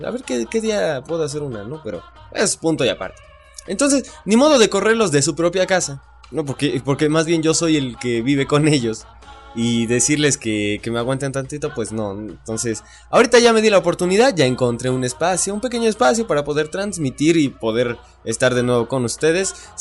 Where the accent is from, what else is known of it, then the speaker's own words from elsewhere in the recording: Mexico; como buen mexicano pues uno se la sigue, hombre